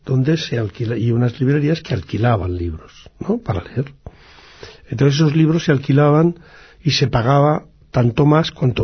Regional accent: Basque Country, Spain; Siempre tuvimos una ligazón extraordinaria con el País Vasco, bueno, por la sencilla razón de que somos vascos, ¿no?

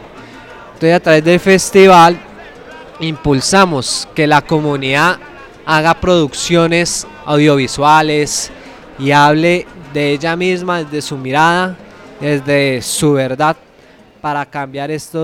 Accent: Bogotá, Colombia; yo vengo de la localidad de Ciudad Bolívar. … soy realizador audiovisual con esa localidad

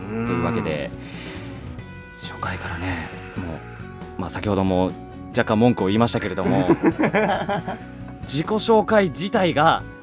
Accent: Tokyo, Japan; 出身は東京生まれ東京育ちの江戸っ子でございます。

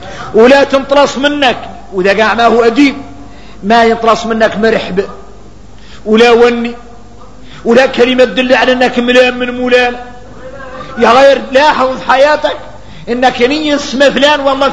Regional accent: Mauritania; هذا النهي نقول لكم احنا كاملين موريتاني

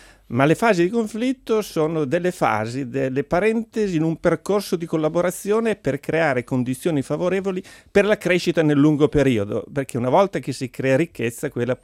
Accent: Mantua, Lombardy, Italy; Sono cresciuto in ambiente cattolico, nella provincia lombarda, sono di Mantova.

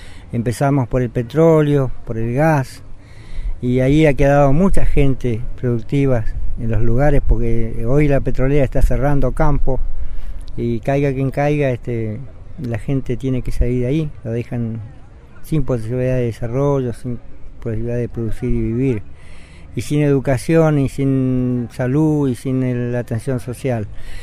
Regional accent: Patagonia, Argentina; es un enorme orgullo como argentino y como patagónico.

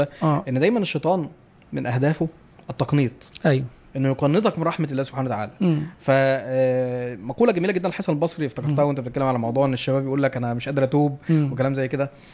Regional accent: Egypt; واحنا من اهل مصر

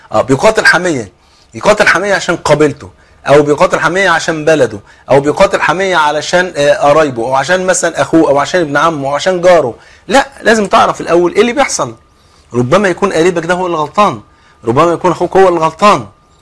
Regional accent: Egypt; عارف المثل اللي عندنا في مصر

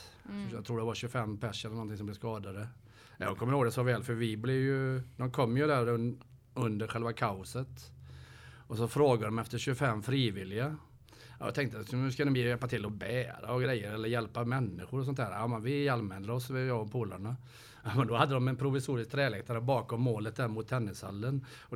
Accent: Sjöbo, Skåne, Sweden; Vi var sju killar från Sjöbo som gick på fotboll.

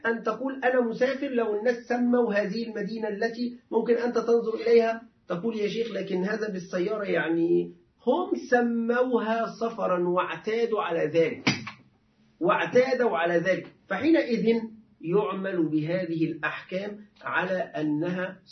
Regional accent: Egypt; فمعلش عندنا نحن العرف المصري معلش يعني أنا آسف

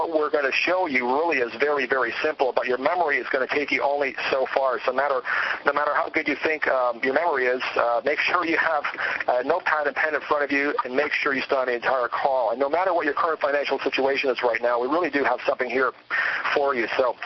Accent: Toronto, Ontario, Canada; In fact, I heard Lady Dowling from my hometown, Toronto

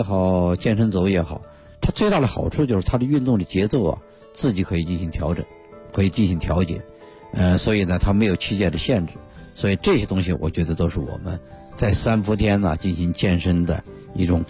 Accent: Beijing, China

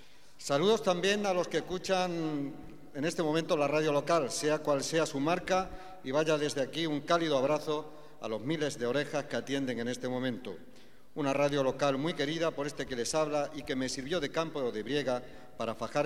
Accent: Bailén, Andalusia, Spain; el encargarme la tarea de pregonar las fiestas de mi pueblo

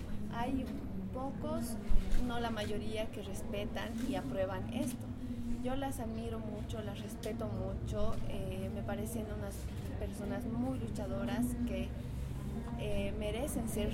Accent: Oruro, Bolivia; Soy orureña, colombiana orureña. He nacido en una comunidad de Oruro. Soy aymara, me considero aymara. Tengo 20 años

